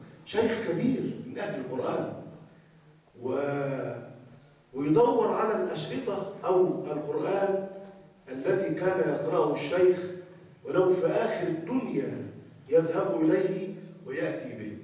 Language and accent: Arabic; Egypt; احنا كمصريين ما سمعناهمش